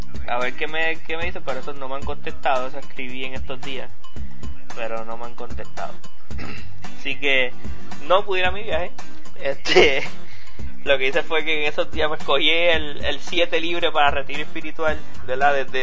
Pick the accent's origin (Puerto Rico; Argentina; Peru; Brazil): Puerto Rico; yo estaba aquí en Puerto Rico y yo vengo de Puerto Rico.